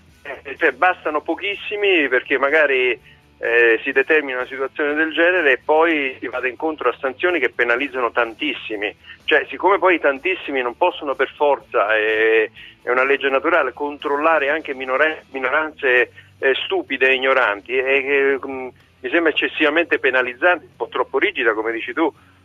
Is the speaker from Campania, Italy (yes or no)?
yes; Campania, Italy; parlo anche da napoletano